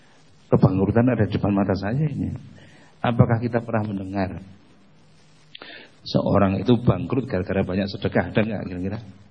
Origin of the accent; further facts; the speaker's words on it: Indonesia; Kemudian jamaah di situ bertanya, mau kemana? Orang mana? Orang Indonesia.